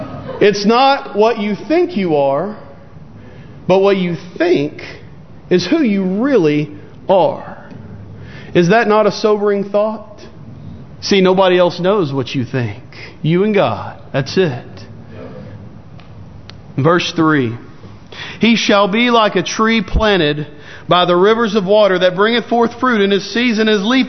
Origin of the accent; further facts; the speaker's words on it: Lake Jackson, Texas, United States; also born or lived in Clute; In my hometown of Clute/Lake Jackson, Texas, the Christian bookstore there had to quit taking checks